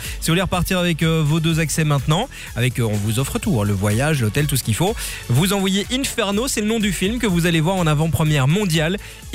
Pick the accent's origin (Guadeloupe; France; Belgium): Belgium; chez nous en Belgique